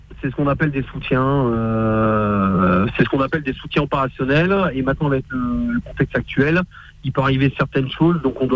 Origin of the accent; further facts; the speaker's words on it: Bordeaux, Nouvelle-Aquitaine, France; Alors, moi, je suis de Bordeaux.